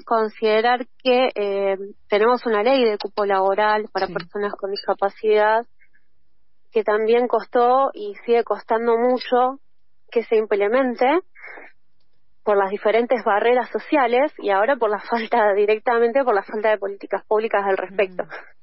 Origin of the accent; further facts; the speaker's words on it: Patagonia, Argentina; En la Patagonia, por ejemplo, yo vivo, soy de la Patagonia, y las distancias geográficas son muy grandes.